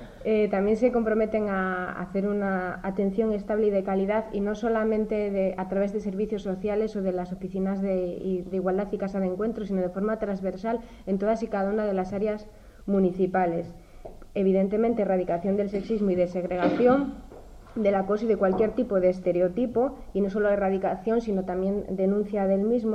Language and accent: Spanish; Castrillón, Asturias, Spain; vengo de Castrillón y represento al territorio de Avilés y los concejos limítrofes.